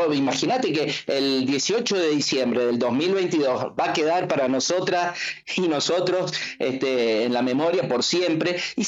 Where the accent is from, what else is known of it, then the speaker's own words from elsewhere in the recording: Mendoza, Argentina; born there; now in Córdoba, Argentina; Yo vivo en Córdoba, pero nací en Mendoza, jugué en ese estadio, fui a la cancha en ese estadio